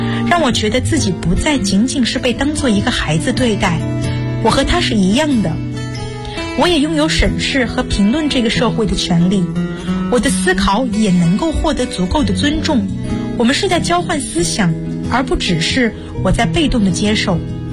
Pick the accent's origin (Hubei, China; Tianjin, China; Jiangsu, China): Jiangsu, China; Suzhou; 我来自江苏苏州，我就读于南京大学，距家226公里